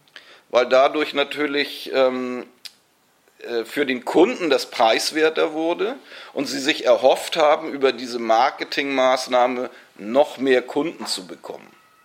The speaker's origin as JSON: {"language": "German", "town": "Munich", "region": "Bavaria", "country": "Germany", "said": "Ich komme aus München. Und da habe ich schon die Taxirufnummern nicht im Kopf."}